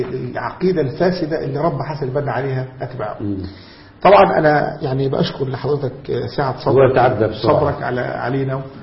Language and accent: Arabic; Egypt; ربنا يحفظ بلدنا مصر